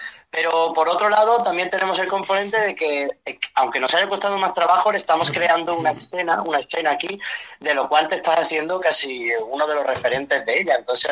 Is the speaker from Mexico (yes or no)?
no; Málaga, Andalusia, Spain; pero soy de Málaga. Sí, nada más en el momento en que hablamos ya lo notas